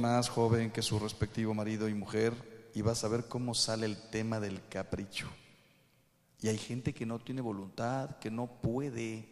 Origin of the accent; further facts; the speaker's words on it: Mexico; No quiero hablar mal de mi país, ¿eh? Soy mexicano